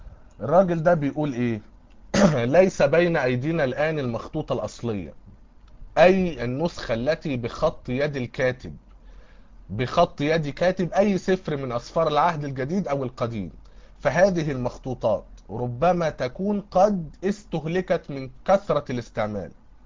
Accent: Egypt; لكن عندنا في مصر هنا ما يعرفوش حاجة اسمها علم نقد نصي

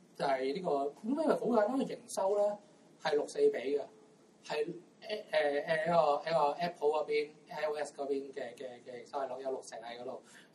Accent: Hong Kong; 因為第一係我係香港人卡啦，

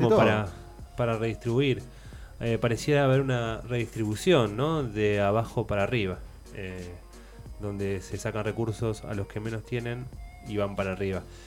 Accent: Argentina; ¿Cuántas crisis tuvimos como argentinos?

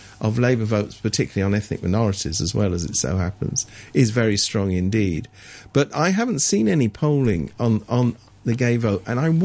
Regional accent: England, United Kingdom; I was brought up in England

